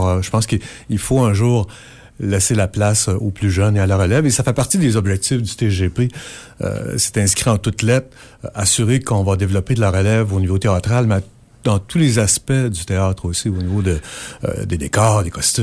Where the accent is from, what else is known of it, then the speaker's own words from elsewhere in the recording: La Tuque, Quebec, Canada; moi, je suis originaire de la Tuque, hein, alors au mois de mai, on nageait